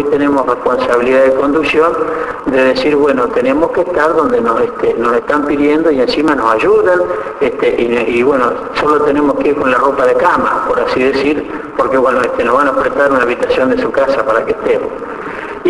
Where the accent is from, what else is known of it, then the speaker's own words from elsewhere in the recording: Ayacucho, Buenos Aires Province, Argentina; yo provengo de Ayacucho, que son similares, pueblo del interior, ganadero